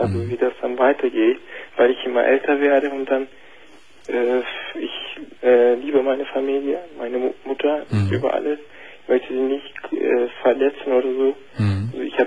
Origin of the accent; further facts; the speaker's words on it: Turkey; ich bin aus der Türkei und wo ich also gerade herkomme